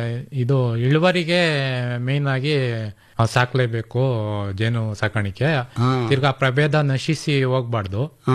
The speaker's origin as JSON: {"language": "Kannada", "town": "Shavanur", "region": "Karnataka", "country": "India", "said": "Sir, ಶಾವಣೂರಿಂದ ಬಂದಿದ್ದೀವಿ ನಾವು. ದೊಡ್ಡಬಳ್ಳಾಪುರ ತಾಲೂಕು, ಬೆಂಗಳೂರು ಗ್ರಾಮಾಂತರ."}